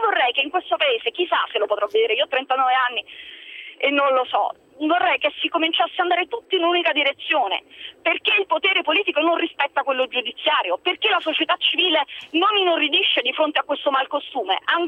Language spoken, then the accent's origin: Italian; Naples, Campania, Italy; Io sono napoletana